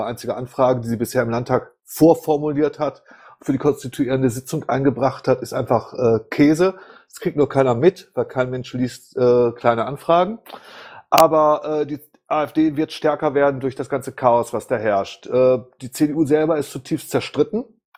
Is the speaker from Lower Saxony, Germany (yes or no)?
no; Baden-Württemberg, Germany; Das könnt ihr vielleicht als Thüringer besser erzählen als ich als Baden-Württemberger.